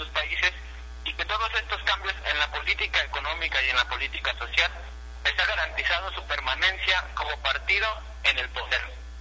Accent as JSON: {"language": "Spanish", "country": "Mexico", "said": "resulta preocupante para nosotros como mexicanos que México se esté quedando ajeno a todo este cambio"}